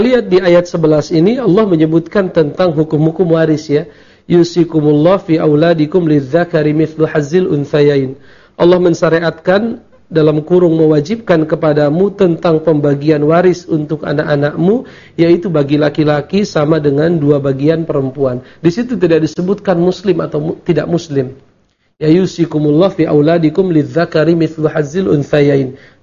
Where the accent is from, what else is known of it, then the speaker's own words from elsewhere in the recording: Jakarta, Indonesia; kami orang Jakarta sepakat mengatakan bahwa ke Bandung itu safar misalnya